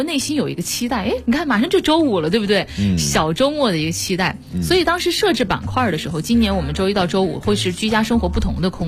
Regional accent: Wuhan, Hubei, China; 因为大家都知道我是武汉人，武汉有一个在我们那个时候80、90后都知道的一个很厉害的作文比赛

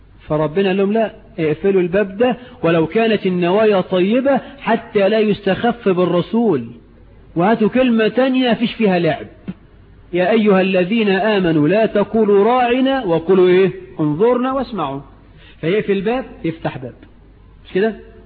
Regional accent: Egypt; لحد بقى عندنا في مصر 9 مليون عانس عدوا 30 سنة من غير جواز

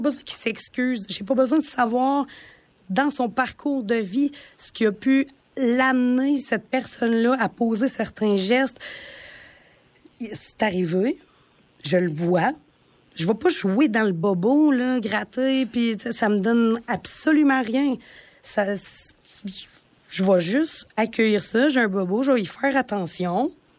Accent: Val-d'Or, Quebec, Canada; c'est peut-être parce que je viens de Val-d'Or. Tu sais, à Val-d'Or, il y a beaucoup de mines. C'est un milieu minier.

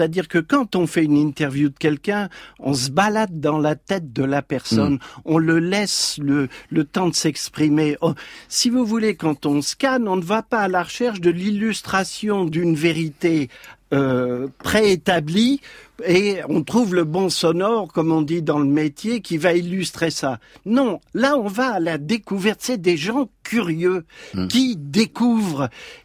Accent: Saint-Quentin, Hauts-de-France, France; born there; moi je suis né à Saint-Quentin dans l'Aisne, et j'étais juste à côté des usines Motobécane.

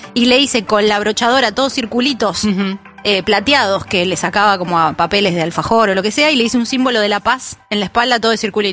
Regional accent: Argentina; Nosotros aspiramos la S. Nosotros pero, como argentinos, pero, o sea, nuestra manera de hablar.

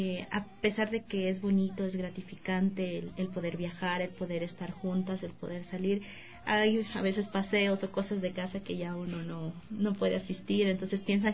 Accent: Arenillas, El Oro, Ecuador; yo vivo ya años aquí, pero yo soy de la provincia del Oro, de Arenillas, y pues allá también tengo a mi familia

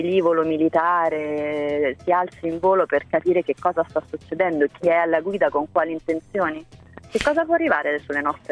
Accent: Rome, Lazio, Italy; che da romana le dico mi procura una sofferenza inimmaginabile

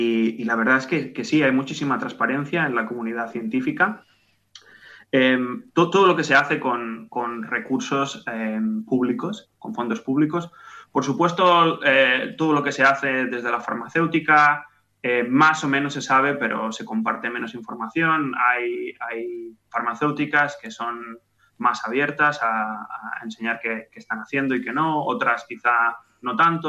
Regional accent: Barcelona, Catalonia, Spain; now in Oxford, United Kingdom; De Barcelona.

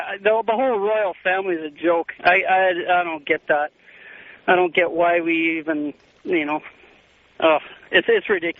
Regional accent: Canada; I'm from Canada here

